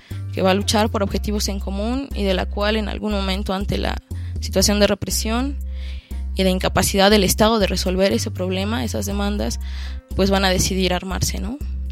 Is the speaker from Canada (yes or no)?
no; Mexico City, Mexico; a pesar de que soy del DF y no soy campesina y vivo en esta época y no hace 50 años